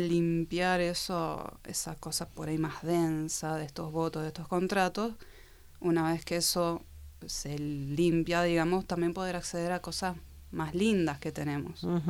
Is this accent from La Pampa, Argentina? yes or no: no; Mendoza, Argentina; now in Buenos Aires, Argentina; Yo soy de Mendoza y cuando me voy a Buenos Aires entro en grupos